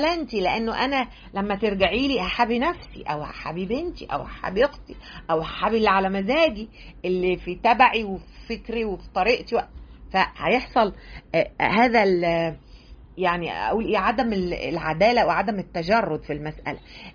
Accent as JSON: {"language": "Arabic", "country": "Egypt", "said": "مش أنا كمصرية، أو أنا كست"}